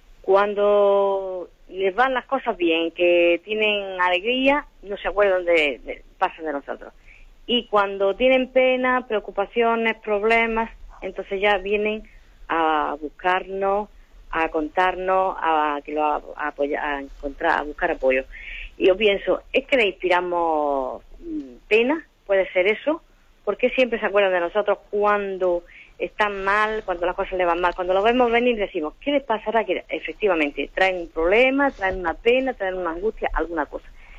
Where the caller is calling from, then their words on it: Almería, Andalusia, Spain; llamo de Almería.